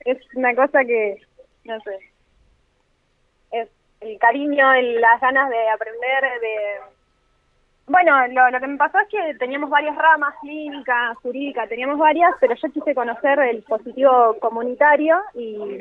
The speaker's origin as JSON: {"language": "Spanish", "town": "General Roca", "region": "Río Negro", "country": "Argentina", "said": "Yo vengo de General Roca."}